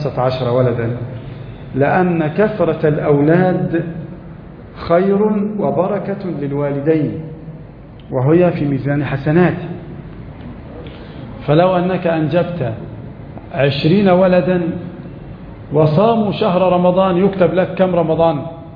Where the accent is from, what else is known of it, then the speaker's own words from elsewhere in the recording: Egypt; قد يكون عدد المحافظة عندنا في مصر مثلا 5 ملايين